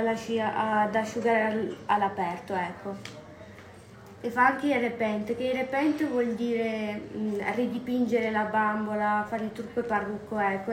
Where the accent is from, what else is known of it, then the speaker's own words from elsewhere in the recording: Seborga, Liguria, Italy; also born or lived in Sanremo; now in Ormea, Italy; io in realtà sono nata a Sanremo e ho vissuto a Seborga per 16 anni.